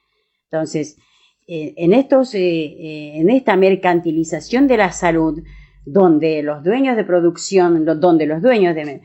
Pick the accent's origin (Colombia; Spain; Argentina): Argentina; y nosotros como Argentina, como país